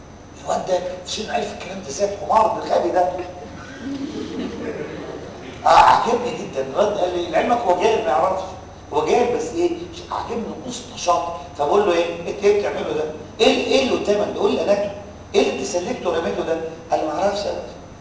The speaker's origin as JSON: {"language": "Arabic", "country": "Egypt", "said": "ايوه فانا اتخلص كمصري"}